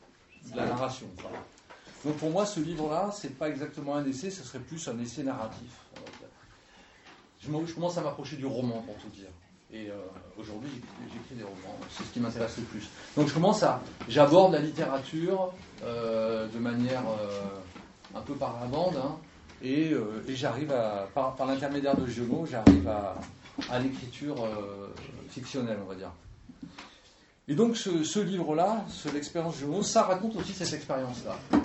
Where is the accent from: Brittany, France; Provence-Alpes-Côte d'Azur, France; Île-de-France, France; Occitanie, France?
Provence-Alpes-Côte d'Azur, France; Marseille; je viens d'arriver dans les Cévennes. Je viens de Marseille. Je pars de la ville.